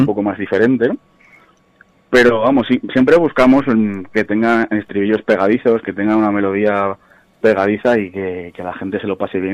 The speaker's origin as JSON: {"language": "Spanish", "town": "Palencia", "region": "Castile and León", "country": "Spain", "said": "yo soy de Palencia"}